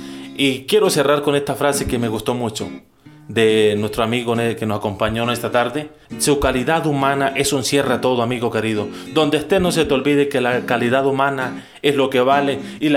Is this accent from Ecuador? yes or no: no; La Playa, Norte de Santander, Colombia; now in San Calixto, Colombia; como lo he hecho yo que vengo del municipio de La Playa, pero ya llevo 10 años de estar en San Calixto